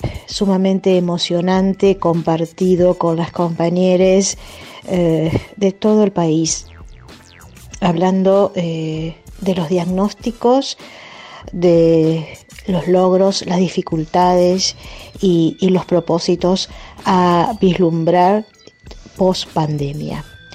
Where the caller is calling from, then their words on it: Zárate, Buenos Aires Province, Argentina; Mis saludos afectuosos desde Zárate, provincia de Buenos Aires.